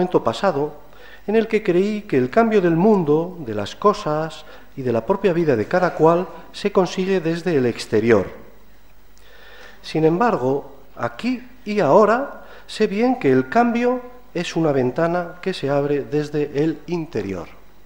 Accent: Seville, Andalusia, Spain; born there; que nací en Sevilla en el 58

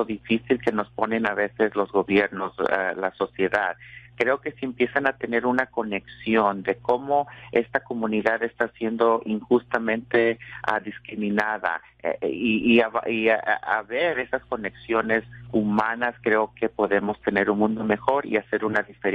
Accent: Mexico; moved away; yo he estado involucrada en mi comunidad desde que me vine de México. Hace ya pues más de 15 años, ¿verdad? Cuando vine a este país

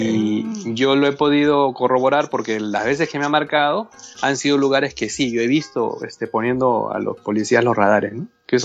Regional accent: Peru; Sí, soy peruano. Soy peruano, fue descendiente, ¿sí?, de japoneses. Mis abuelos, sí, japoneses, de Okinawa.

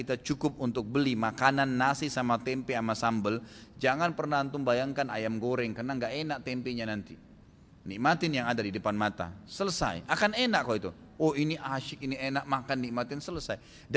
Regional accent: Makassar, South Sulawesi, Indonesia; born there; saya lahirnya di Makassar gitu kan ya.

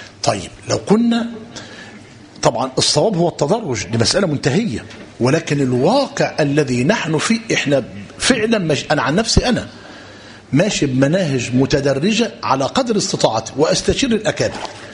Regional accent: Egypt; الإشكالية عندنا في مصر إيه؟

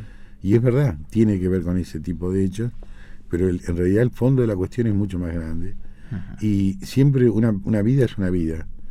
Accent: Mar del Plata, Buenos Aires Province, Argentina; born there; Bueno, yo soy nacido en Mar del Plata. Tengo 63 años

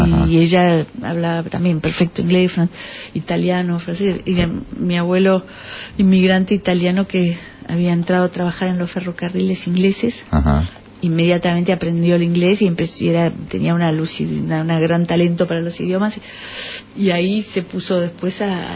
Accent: Argentina; Yo soy argentina, pero sangre italiana, ¿no? Porque mis cuatro abuelos

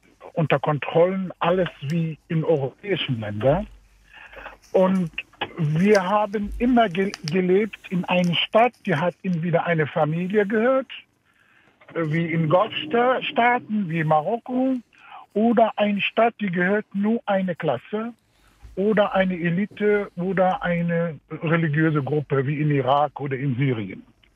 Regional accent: Tunisia; Ja, ich komme aus Tunesien

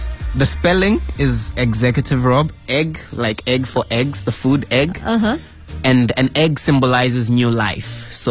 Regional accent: Zambia; We're from Zambia, so we're trying to sell out the Zambian brand to the people.

